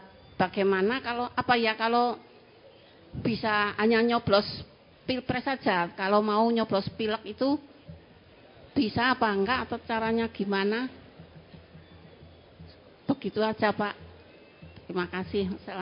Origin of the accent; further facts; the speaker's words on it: Temanggung, Central Java, Indonesia; Saya dari Temanggung.